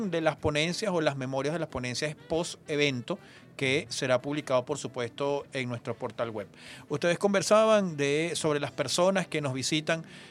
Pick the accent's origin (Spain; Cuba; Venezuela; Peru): Venezuela; lo que somos como venezolanos y como venezolanas.